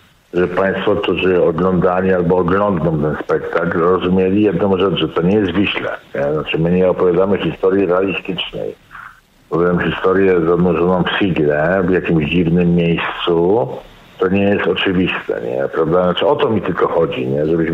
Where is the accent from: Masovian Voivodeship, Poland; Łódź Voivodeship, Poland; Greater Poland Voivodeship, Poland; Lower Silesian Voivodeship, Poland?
Lower Silesian Voivodeship, Poland; Mówię górnym ironicznie, bo jestem z Dolnego